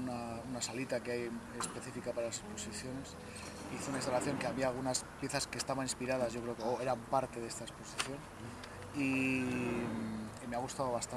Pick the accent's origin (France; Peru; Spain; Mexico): Spain; Burgos, Castile and León; No soy aquí de León, soy de Burgos, no vivo con mi familia.